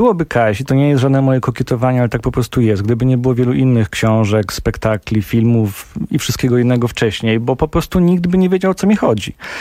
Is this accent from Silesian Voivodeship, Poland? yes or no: yes; Silesian Voivodeship, Poland; ja jestem w wielu mniejszościach, w mniejszości etnicznej jako Ślązak